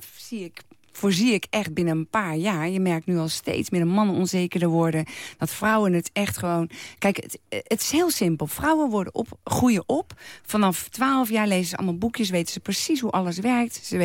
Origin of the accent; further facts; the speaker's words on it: The Hague, South Holland, Netherlands; Ja, ik kom officieel uit Den Haag.